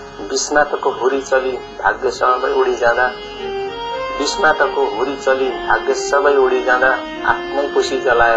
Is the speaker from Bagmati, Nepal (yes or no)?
no; Koshi Province, Nepal; now in United Kingdom; म नेपालमा नेपालको पूर्वीय क्षेत्र जुन मेरो पुर्ख्यौली जिल्ला ताप्लेजुङ हो, त्यसपछिका मेरा स्थायी ठेगाना सुनसरी जिल्ला मिटरी हो। र हाल म यो बेलायतमा आफ्नो प्रवासी जीवन म व्यतीत गरिरहेको छु।